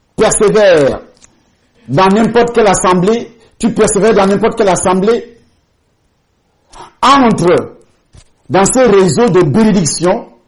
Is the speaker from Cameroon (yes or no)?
yes; Cameroon; born there; avant d'arriver au Cameroun, je suis né au Cameroun, j'ai commencé à travailler dans ce pays